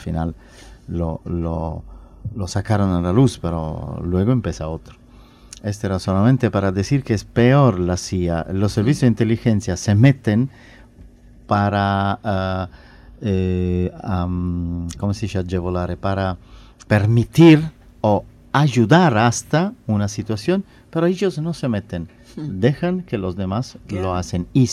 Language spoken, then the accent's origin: Spanish; Italy; Spanish is a second language; now in Uruguay; porque yo soy italiano, pero soy también uruguayo, tengo residencia, tengo cédula.